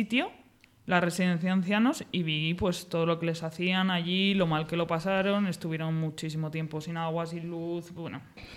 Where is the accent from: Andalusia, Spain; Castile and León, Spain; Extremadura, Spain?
Castile and León, Spain; Segovia; yo soy de Segovia y las casas de mi zona, las casas abandonadas, son las típicas casas abandonadas de labradores